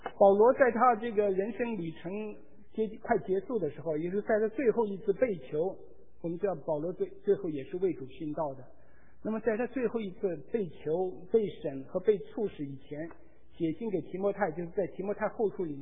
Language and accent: Chinese; China; 我们中国人常常说，此仇不报，死不什么，死不瞑目。